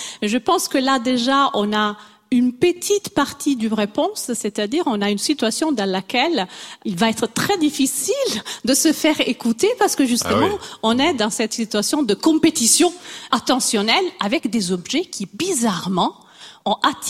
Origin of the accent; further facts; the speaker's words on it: Italy; Je suis italienne, je bouge déjà beaucoup les mains.